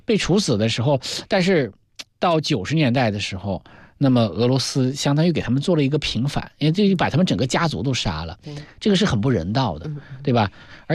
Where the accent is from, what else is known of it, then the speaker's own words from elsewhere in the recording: Heilongjiang, China; 我们黑龙江人把它叫做喇嘛台